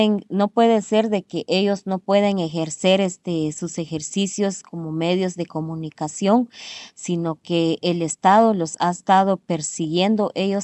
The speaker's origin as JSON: {"language": "Spanish", "town": "Cahabón", "region": "Alta Verapaz", "country": "Guatemala", "tie": "born or raised there", "said": "de mi pueblo Chicajón, Cabón, Alta Verapaz. Pues en este momento me encuentro en Europa"}